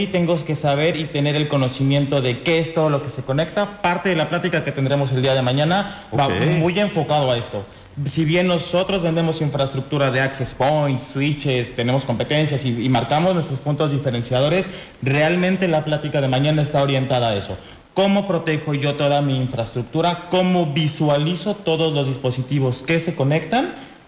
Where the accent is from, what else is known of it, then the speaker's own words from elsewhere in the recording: Mexico City, Mexico; Sí, nosotros venimos de la Ciudad de México.